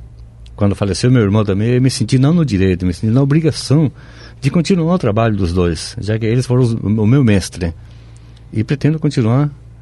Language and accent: Portuguese; Itapé, Guairá, Paraguay; now in Foz do Iguaçu, Brazil; Não, eu sou nascido no Paraguai, no interior do Paraguai, minha cidade se chama Itapé.